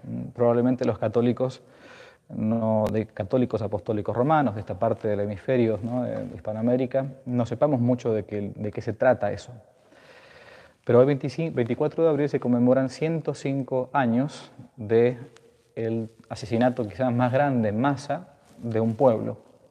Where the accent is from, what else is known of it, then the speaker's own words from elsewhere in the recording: Argentina; En mi país, Argentina, se recuerdan falsamente cada 24 de marzo, ¿no?